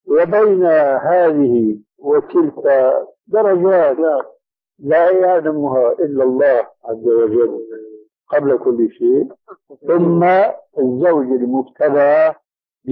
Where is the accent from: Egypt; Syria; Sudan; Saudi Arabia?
Syria; وأنا مالي كما يقولوا عندنا في الشام حشو الكب هيك